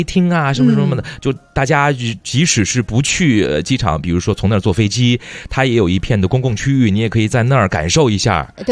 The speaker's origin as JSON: {"language": "Chinese", "region": "Beijing", "country": "China", "tie": "born or raised there", "said": "就是作为一个老北京，但是呢，其实老北京啊，很多地方我都没去过，因为我打小就是出生、学习、成长、工作在东部，你知道吧？就朝阳区，这朝阳区都没挪地儿，"}